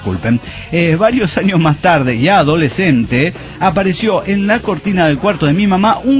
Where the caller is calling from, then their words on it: Orizaba, Veracruz, Mexico; de Orizaba, Veracruz.